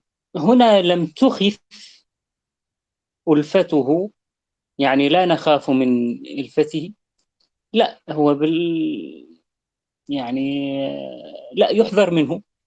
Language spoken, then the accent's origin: Arabic; Syria; نحن عندنا في سوريا من لباسنا